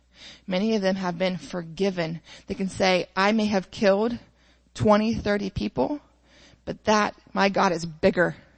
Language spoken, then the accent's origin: English; Greenville, Ohio, United States; You know, I was raised in Greenville, Ohio, a little farm town.